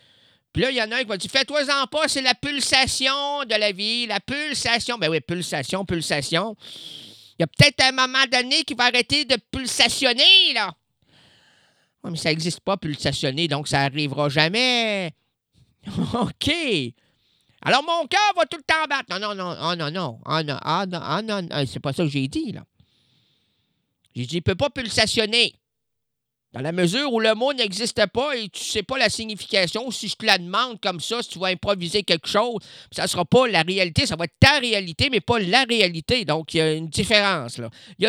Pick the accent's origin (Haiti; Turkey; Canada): Canada; Drummondville, Quebec; now in Blainville, Canada; Non, je viens pas de Blainville, moi. Non, moi, je viens de Drummondville. Mais, ouais, mais j'ai décidé de prendre une chambre à Blainville pour refaire ma vie. Ah, j'ai refait ma vie, là j'ai 42 ans